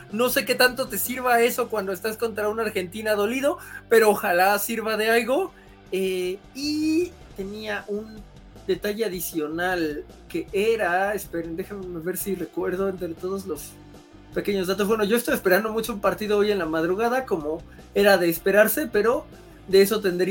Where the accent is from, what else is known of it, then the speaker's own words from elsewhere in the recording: Mexico; Supongo que lo decimos como mexicanos